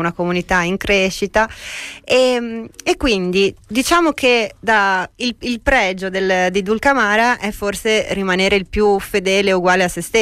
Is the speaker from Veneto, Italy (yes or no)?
yes; Padua, Veneto, Italy; born there; Beh, io sono nata a Padova, quindi capisco perfettamente.